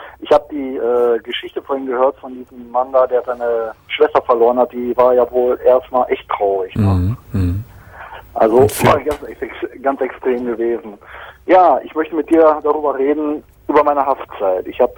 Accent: Geldern, North Rhine-Westphalia, Germany; da in Geldern, wo ich herkomme

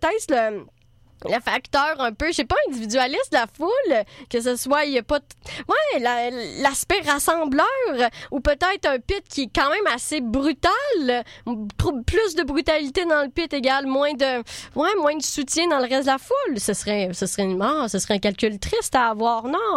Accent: Trois-Rivières, Quebec, Canada; now in Montreal, Canada; Pour ceux qui pensent que l'accent, je viens de Trois-Rivières, mais pas tout le monde parle de même.

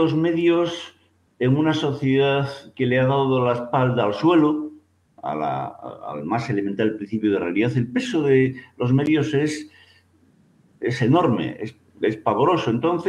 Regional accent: Galicia, Spain; una cuestión que, como gallego, no puedo dejar de pensar.

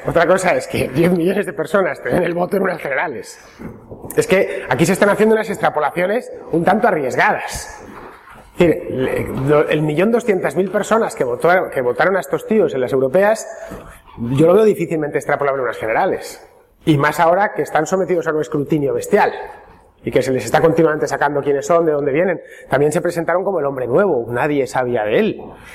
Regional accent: Castile, Spain; por lo menos para los que somos de Castilla.

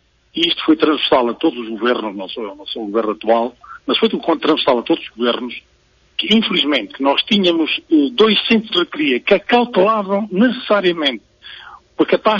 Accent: Portugal; nós pagamos os nossos impostos, nós somos portugueses como qualquer outro que viva no litoral

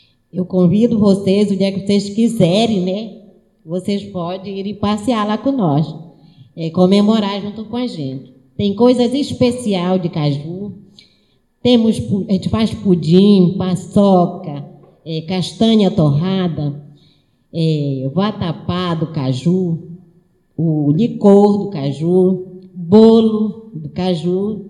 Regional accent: Saracura, Pará, Brazil; Eu vim da comunidade de Saracura e, como não tinha onde eu me alojar, eu fiquei no quilombo do Maicá

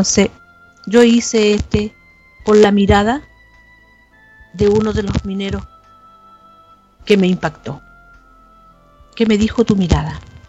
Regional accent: Chile; acá en mi país, en el norte, en Copiapó, quedaron bajo tierra 33 mineros

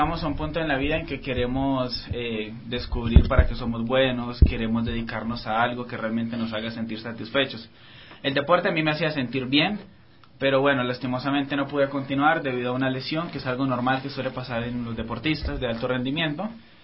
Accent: Colombia; Bueno, yo soy de Colombia, sí, tengo 22 años

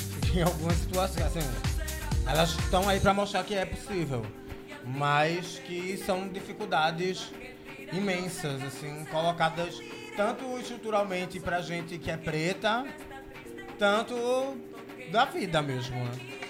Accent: Recife, Pernambuco, Brazil; sou da Guabiraba, que é um bairro da periferia da zona norte do Recife.

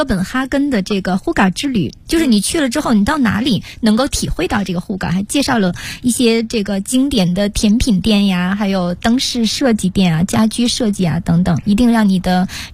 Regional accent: China

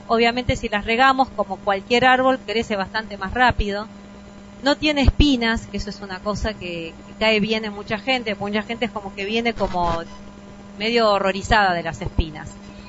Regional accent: Carpintería, San Luis, Argentina; Venimos de San Luis, de Carpintería, que queda a unos 9 kilómetros de Merlo.

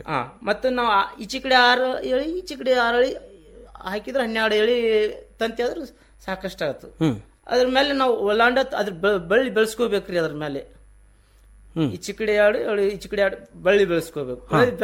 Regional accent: Honniyala, Karnataka, India; Sir, ನಮ್ಮೂರು ಹೊನ್ನಿಯಾಳ.

